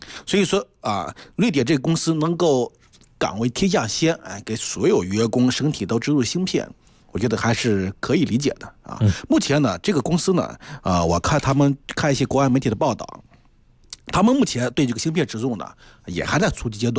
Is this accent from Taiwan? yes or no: no; China; 这些功能呢，都对于我们中国人来说，觉得可能